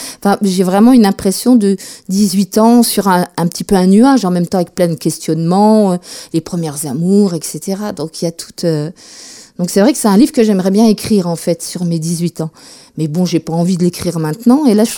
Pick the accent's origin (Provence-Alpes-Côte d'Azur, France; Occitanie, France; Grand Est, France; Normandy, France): Grand Est, France; Mirecourt; parents sont partis travailler dans les Vosges, donc on s'est installé rapidement dans les Vosges. J'ai grandi à Mirecourt, capitale de la lutherie, voilà.